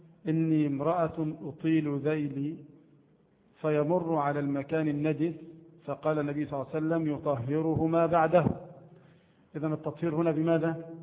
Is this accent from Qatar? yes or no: no; Egypt; عندنا في مصر مثلا نأكل بعض المطعومات